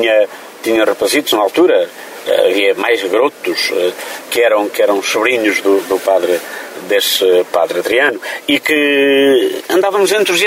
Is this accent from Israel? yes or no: no; Paúl, Centro, Portugal; Eu sou do Paúl, no concelho da Covilhã